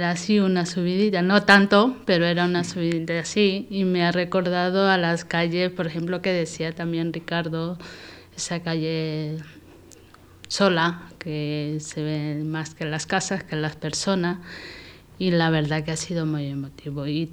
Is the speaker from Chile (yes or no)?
no; Ecuador; now in Spain; mi calle donde yo vivía, que yo soy de Ecuador, viví allí